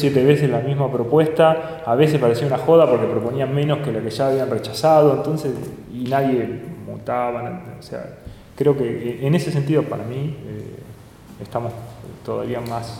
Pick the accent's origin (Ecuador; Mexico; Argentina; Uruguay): Argentina; La Plata, Buenos Aires Province; los que somos de acá de La Plata